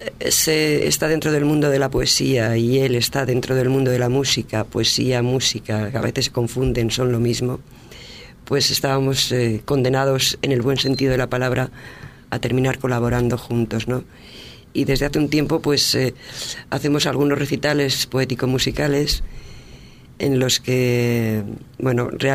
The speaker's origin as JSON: {"language": "Spanish", "town": "Vitoria", "region": "Basque Country", "country": "Spain", "tie": "born or raised there", "also_born_or_lived": "Salamanca", "said": "Yo soy de origen castellana, nací en Salamanca, pero llevo desde mi primera infancia casi en Vitoria, en el País Vasco, donde pues me he desarrollado como persona, ¿no?"}